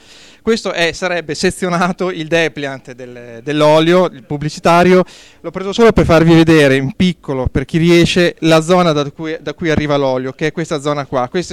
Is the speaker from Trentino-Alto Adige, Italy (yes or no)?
no; Bologna, Emilia-Romagna, Italy; dell'associazione Iabasta, vengo da Bologna.